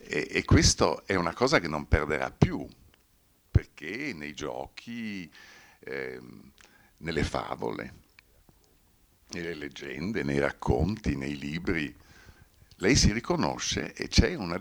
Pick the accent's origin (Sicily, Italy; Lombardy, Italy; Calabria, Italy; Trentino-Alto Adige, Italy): Trentino-Alto Adige, Italy; io sono cresciuto in Alto Adige conoscendo anche i dialetti. Io ho fatto la prima elementare a Siusi e parlavo il dialetto dell'altopiano di Siusi. Poi ho lavorato tantissimi anni a Caldaro e dovevo parlare il dialetto di Caldaro